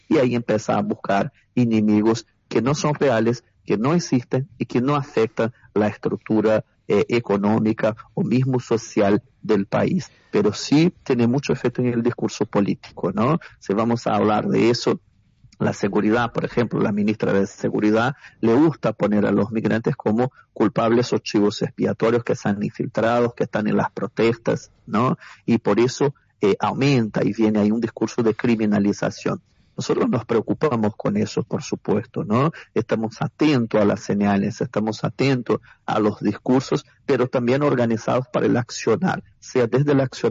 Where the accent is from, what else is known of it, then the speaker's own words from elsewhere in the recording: Brazil; Nosotros como comunidad brasileña, de hecho, somos una de las más afectadas por el tema de la educación